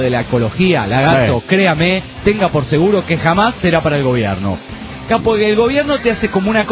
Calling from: Hermosillo, Sonora, Mexico; de Hermosillo, Sonora, México.

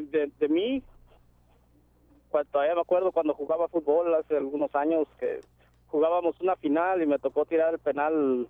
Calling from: Tacoma, Washington, United States; Ahorita vengo saliendo de mi trabajo en Tacoma.

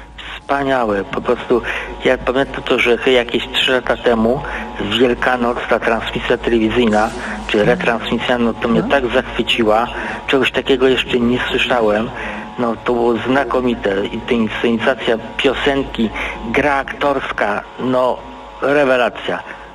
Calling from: Dąbrowa Górnicza, Silesian Voivodeship, Poland; Ja z Dąbrowy Górniczej, stały słuchacz

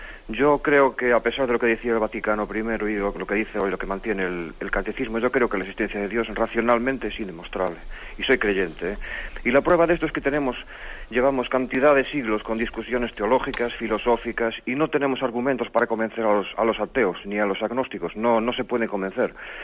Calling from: Pontevedra, Galicia, Spain; llamo de Pontevedra.

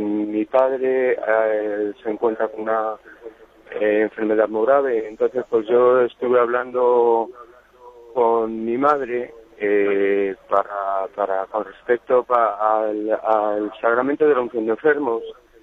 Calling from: Madrid, Community of Madrid, Spain; de Madrid.

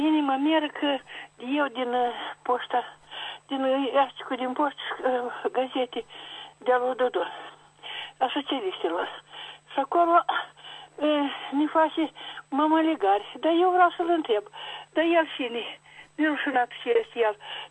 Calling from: Chișinău, Moldova; din Chișinău.

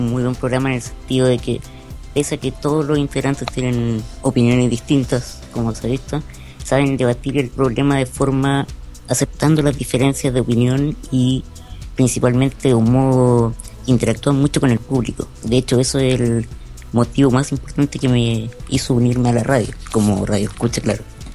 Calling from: Chile; Yo de Chile. En este momento.

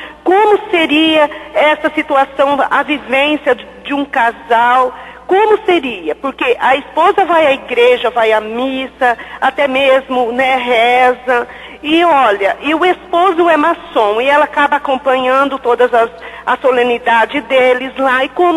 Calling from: Maringá, Paraná, Brazil; Sou aqui de Maringá

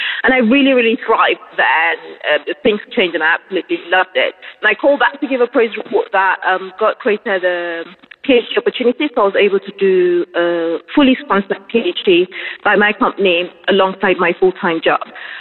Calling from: England, United Kingdom; I'm calling from England.

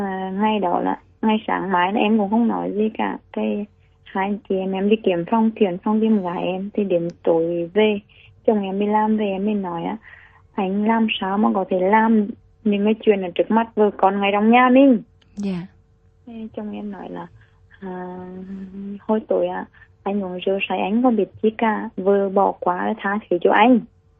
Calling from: Thủ Đức, Ho Chi Minh City, Vietnam; Em đang gọi điện từ quận 9 Thủ Đức.

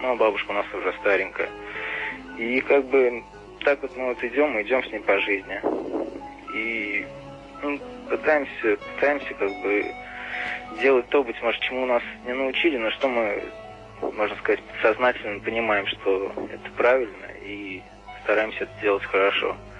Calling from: Saratov, Saratov Oblast, Russia; Я звоню вам из Саратова.

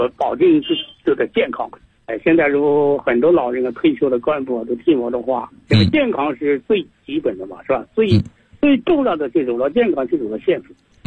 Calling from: Guangdong, China; 我呢是来自广东西宁的，

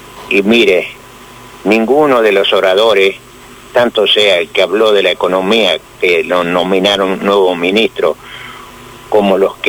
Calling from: Chascomús, Buenos Aires Province, Argentina; soy de Chascomú.

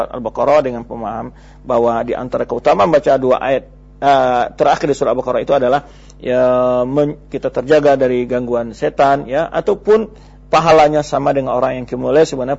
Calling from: Muara Enim, South Sumatra, Indonesia; Saya dari Muara Enim.

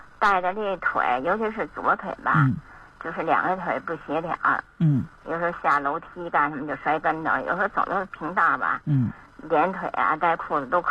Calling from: Beijing, China; 我是北京的听众。

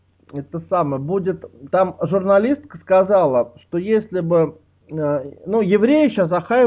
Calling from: Moscow, Russia; А, я тебе звоню из Кузьминок.

